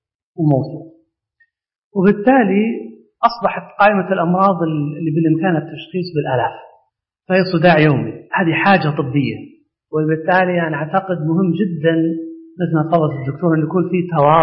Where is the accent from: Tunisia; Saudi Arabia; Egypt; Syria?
Saudi Arabia; لأن عندنا في السعودية من فترات طويلة جدا